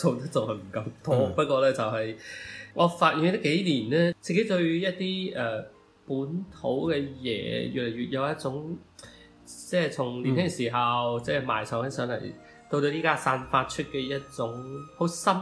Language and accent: Cantonese; Guangzhou, Guangdong, China; 咁作為一個廣州人咧，我覺得唱粵語歌係一件其實唔使多思索嘅嘢